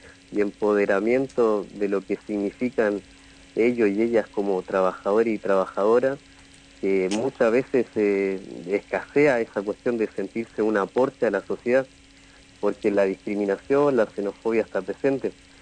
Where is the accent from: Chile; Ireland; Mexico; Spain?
Chile; moved away as an adult; now in Argentina; Sí, yo soy de Chile.